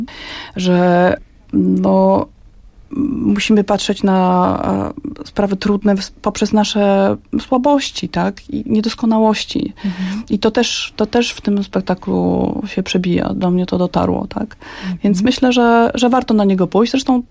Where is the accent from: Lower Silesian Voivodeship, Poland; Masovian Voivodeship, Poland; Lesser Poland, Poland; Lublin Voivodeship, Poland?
Masovian Voivodeship, Poland; Pionki; pochodzi z mojego rodzinnego miasta, z Pionek.